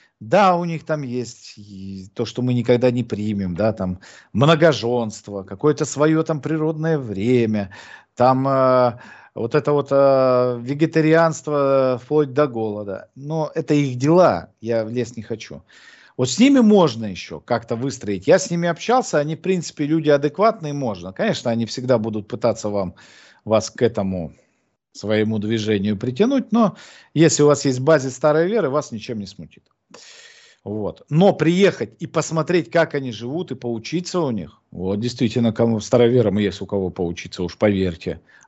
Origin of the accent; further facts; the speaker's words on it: Krasnoyarsk Krai, Russia; Я же из Красноярского края.